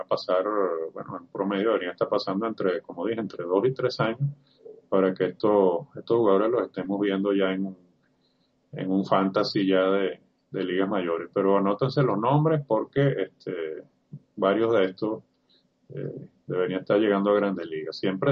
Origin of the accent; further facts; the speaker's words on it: Venezuela; uno que siempre uno tiene como venezolano en la punta de la lengua